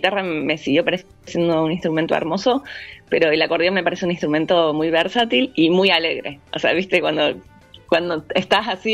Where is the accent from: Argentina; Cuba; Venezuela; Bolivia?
Argentina; La Cumbre, Córdoba; yo nací en La Cumbre y me crié en La Cumbre, digamos que hasta los 18 viví todo el tiempo en La Cumbre. Después, como en ese pueblito que es muy chico, no, bueno, ahora ya es ciudad